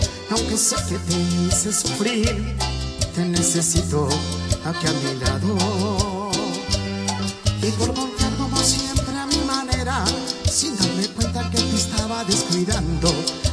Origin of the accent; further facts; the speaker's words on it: San Genaro, Santa Fe, Argentina; soy de San Genaro, Santa Fe, pero hace un tiempo largo que soy un vecino de todos ustedes.